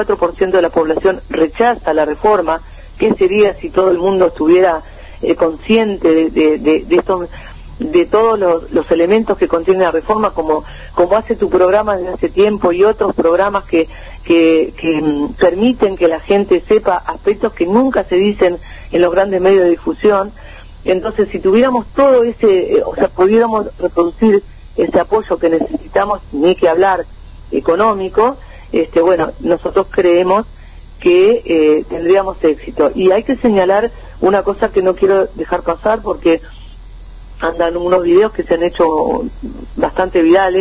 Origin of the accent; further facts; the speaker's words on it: Uruguay; nosotros como pueblo uruguayo